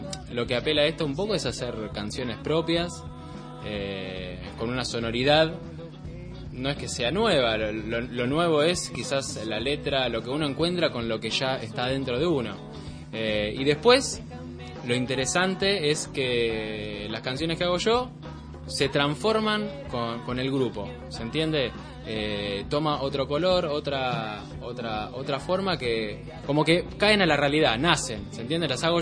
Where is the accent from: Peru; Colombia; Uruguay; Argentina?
Uruguay; Yo soy de Uruguay.